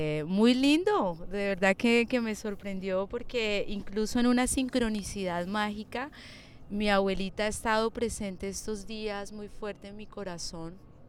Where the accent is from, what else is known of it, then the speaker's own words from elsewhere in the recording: Palermo, Huila, Colombia; also born or lived in Neiva; now in San Agustín, Colombia; Yo soy del sur de Colombia, nací en Neiva, pero mi familia y crecí en Palermo, Huila.